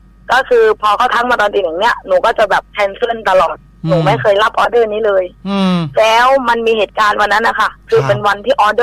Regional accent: Ranong, Thailand

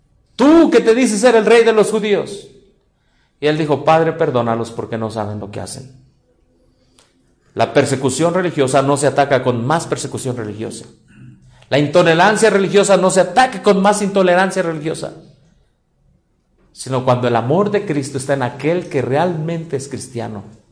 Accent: Hidalgo, Mexico; Yo vengo del estado de Hidalgo.

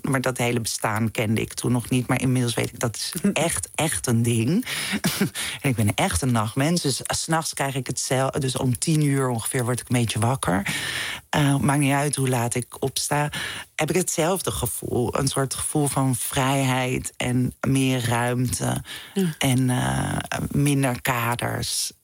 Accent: Amsterdam, North Holland, Netherlands; Ik ben geboren in de Jordaan in Amsterdam. Maar toen zijn we naar Zuid verhuisd, naar de Johannes Verhulstraat.

